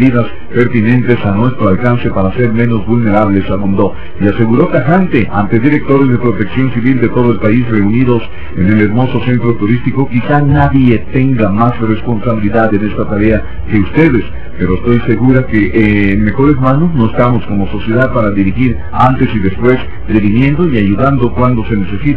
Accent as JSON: {"language": "Spanish", "country": "Mexico", "said": "nuestros valores como mexicanos toman mayor relevancia"}